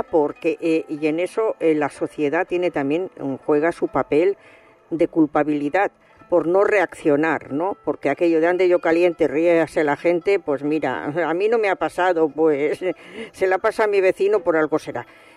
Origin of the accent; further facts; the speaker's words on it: Barcelona, Catalonia, Spain; now in Madrid, Spain; Yo la verdad es que he nacido en Barcelona, soy catalana, tengo familia allí, llevo mucho tiempo en Madrid